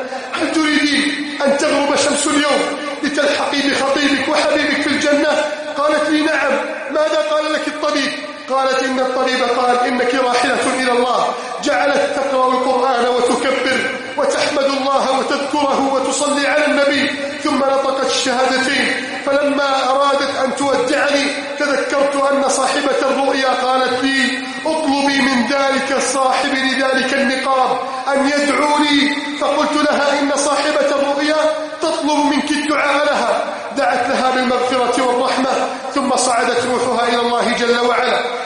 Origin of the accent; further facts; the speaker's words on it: Egypt; اللهم احفظ بلدنا مصر من كيد الكائدين